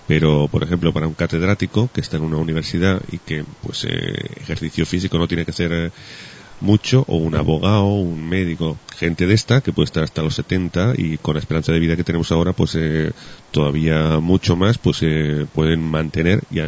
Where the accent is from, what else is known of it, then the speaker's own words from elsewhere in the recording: Spain; Y tal como somos los españoles, pues no sería el único caso, creo yo.